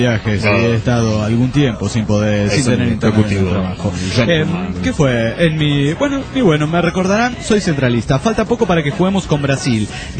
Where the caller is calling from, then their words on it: Oaxaca, Mexico; de Oaxaca, México.